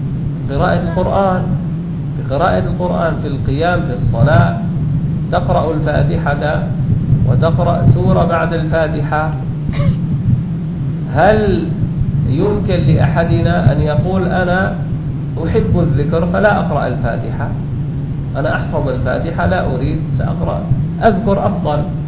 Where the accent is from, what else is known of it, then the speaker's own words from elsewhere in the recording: Damascus, Damascus Governorate, Syria; كان عندنا في الشام في مسجد، مساجد دمشق